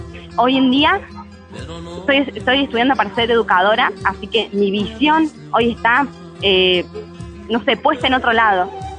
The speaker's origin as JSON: {"language": "Spanish", "town": "La Cumbre", "region": "Córdoba", "country": "Argentina", "said": "Yo soy de La Cumbre, así que viajo todos los días y vuelvo a mi casa a las 10:30 de la noche, 11, cuando salgo del colegio. Y nunca había tenido miedo, vivo en un barrio en la entrada de La Cumbre"}